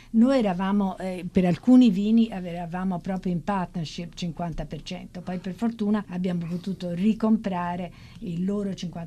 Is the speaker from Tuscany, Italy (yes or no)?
yes; Florence, Tuscany, Italy; soprattutto io che vengo da Firenze, appena mi dico a Firenze sono delle specie di urli, di gioia, sempre